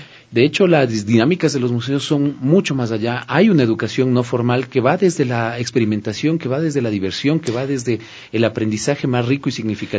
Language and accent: Spanish; Quito, Pichincha, Ecuador; esta riqueza de la que somos dueños los ecuatorianos y quiteños